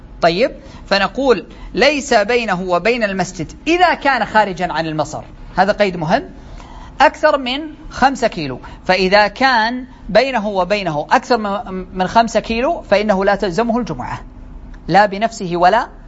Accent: Saudi Arabia; يعني مثلا عندنا بالسعودية مثلا القصيم فيها مجموعة من البلدان والقرى

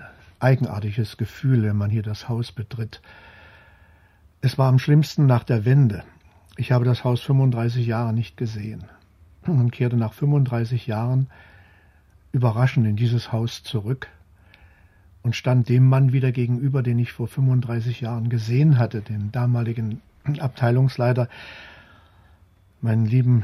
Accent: Kassel, Hesse, Germany; Ja, ich bin in Kassel aufgewachsen

